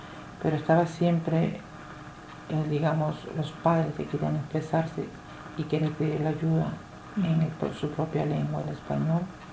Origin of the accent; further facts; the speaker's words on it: Peru; mi experiencia en mi país, en la cual soy peruana